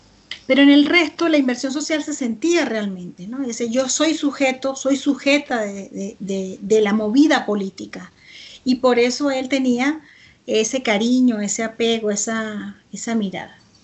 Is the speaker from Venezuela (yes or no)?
yes; Venezuela; Esto para mí, que vengo de Venezuela, es muy importante